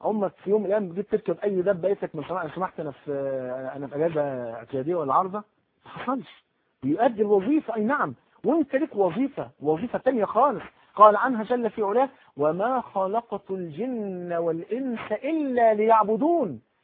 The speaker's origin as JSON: {"language": "Arabic", "town": "Cairo", "region": "Cairo Governorate", "country": "Egypt", "tie": "born or raised there", "said": "عندنا في الحي اللي انا تربيت فيه في مصر القديمة."}